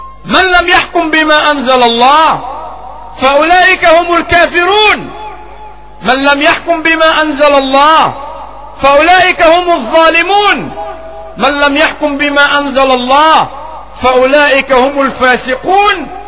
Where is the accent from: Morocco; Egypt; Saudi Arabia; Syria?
Egypt; في بلدنا مصر ستجرى انتخابات قريبة